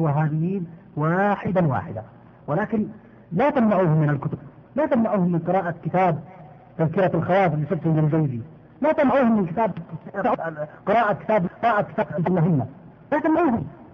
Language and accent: Arabic; Yemen; عندنا في اليمن